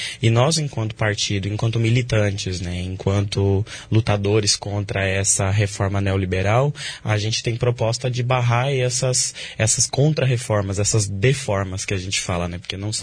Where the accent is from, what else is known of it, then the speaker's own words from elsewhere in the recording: Medianeira, Paraná, Brazil; now in Foz do Iguaçu, Brazil; eu sou de Medianeira, vim para Foz do Iguaçu, vai fazer 4 anos. Sou estudante de História e Licenciatura da UNILA.